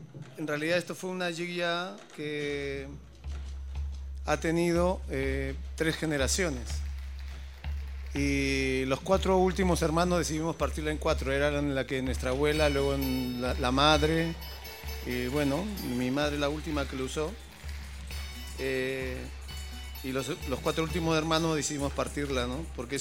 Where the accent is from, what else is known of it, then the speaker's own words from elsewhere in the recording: Peru; venimos de continentes. Soy de Perú, tú eres de Argentina.